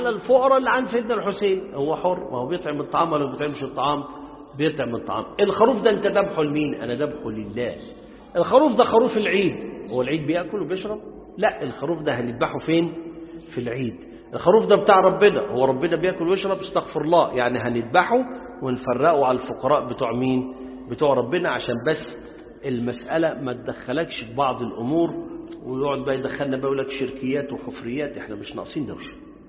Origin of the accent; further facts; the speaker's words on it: Upper Egypt, Egypt; ما انا صعيدي زيكم